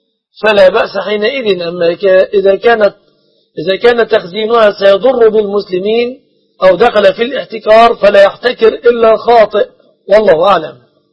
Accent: Egypt; أسأل الله أن يحفظ بلادنا مصر

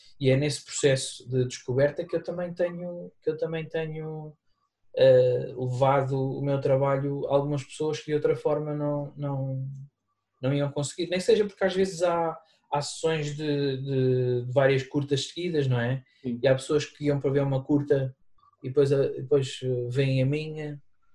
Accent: Guarda, Centro, Portugal; eu quando cresci na Guarda nos anos 80, 90

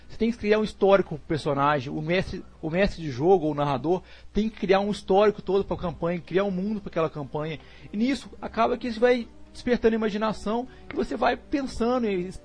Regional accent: Minas Gerais, Brazil; Eu sou de Minas Gerais. E aqui em Minas Gerais

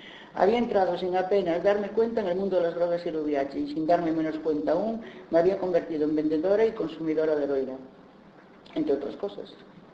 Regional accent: Spain; Soy española y, por desgracia, vivo en un país patriarcal y machista que heredó, entre otras cosas, su cultura judía cristiana.

